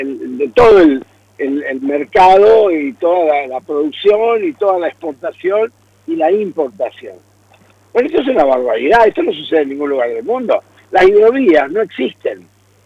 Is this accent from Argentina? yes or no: yes; Argentina; nosotros como argentinos, la Argentina no tiene ningún poder sobre eso